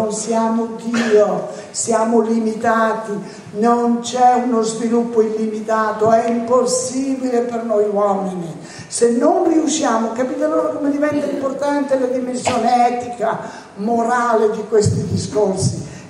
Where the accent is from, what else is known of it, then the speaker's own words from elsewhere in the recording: Naples, Campania, Italy; ma io vengo da Napoli, dal sud, che sta soffrendo immensamente